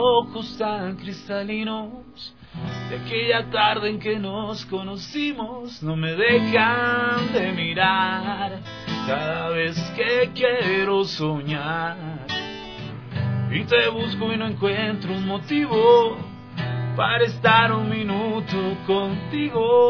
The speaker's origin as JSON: {"language": "Spanish", "country": "Ecuador", "tie": "born or raised there", "said": "yo he tenido toda mi vida acá, entonces"}